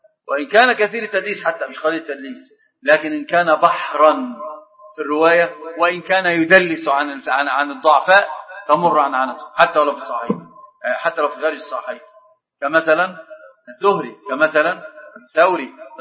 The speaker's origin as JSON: {"language": "Arabic", "country": "Egypt", "said": "لكن أتكلم على كمصريين، يعني في حاجة عندنا"}